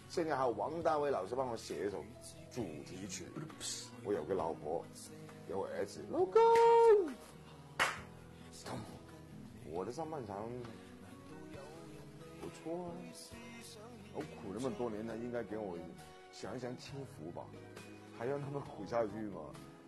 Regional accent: Guangdong, China; 当时我们广东人讲国语肯定会咔咔咔咔咔讲得不好

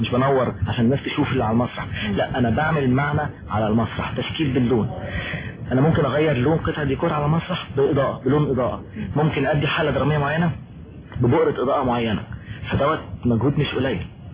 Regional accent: Egypt; ده انا بعرف عندنا في مصر او في الوطن العربي

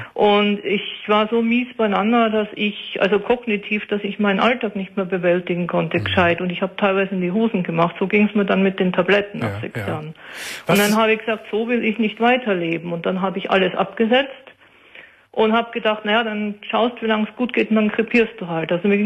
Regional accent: North Germany, Germany; weil ich bin ja aus Norddeutschland runtergezogen. Das heißt, meine ganzen Freunde waren in Norddeutschland

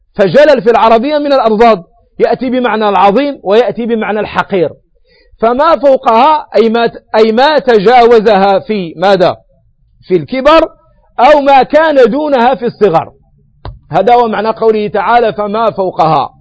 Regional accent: Morocco; وتسمى وتدعى عندنا في المغرب بالناموسة

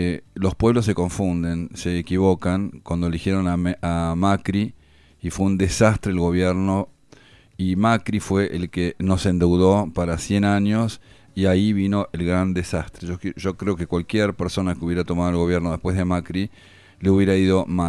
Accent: Argentina; como buenos argentinos deberemos apoyarlo

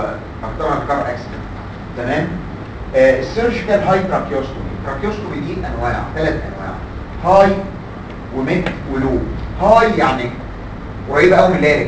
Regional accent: Egypt; عندنا في مصر الحقيقه مش الوير بتاع المركب

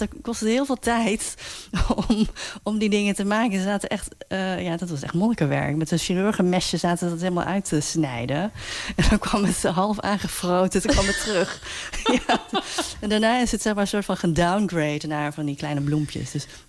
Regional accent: North Brabant, Netherlands; Toen ik opgroeide in Noord-Brabant, kreeg ik op een gegeven moment een afkeer van mijn Chinese roots.

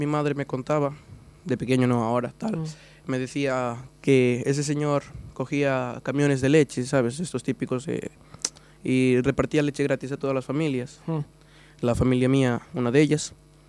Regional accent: Colombia; Toda Latinoamérica el béisbol domina. Y el fútbol también domina bastante en mi país.

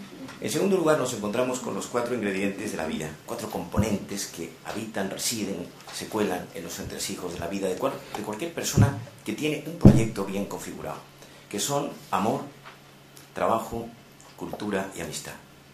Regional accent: Andalusia, Spain; Yo soy andaluz, aunque ejerzo poco, pero soy andaluz.

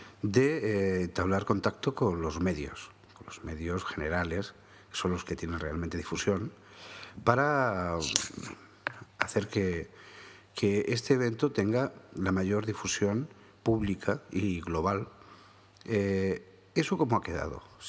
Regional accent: Jaén, Andalusia, Spain; yo mismo y otro compañero podcaster de aquí de Jaén, que es de donde os hablo, bueno, de donde soy

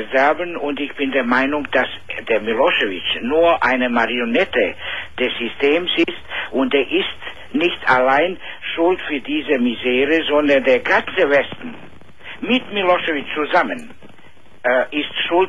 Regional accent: Bosnia & Herzegovina; now in Serbia; Ich bin ursprünglich aus Bosnien und ich lebe in Nähe von Belgrad.

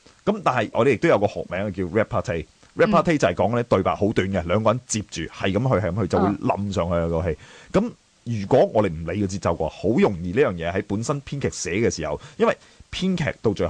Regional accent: China; 但係因為我哋中國人，我哋嘅習慣係內斂啲咧

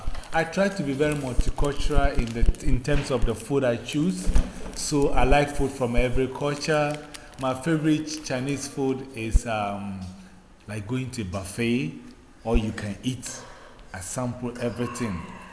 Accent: Ghana; born there; I was born in Ghana. I was born in Ghana in West Africa

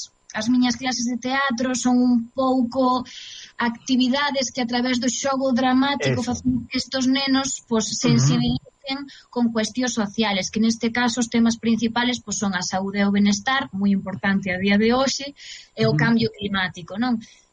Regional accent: Galicia, Spain; para min é un placer sempre traballar no meu idioma, na miña terra, con xente de aquí.

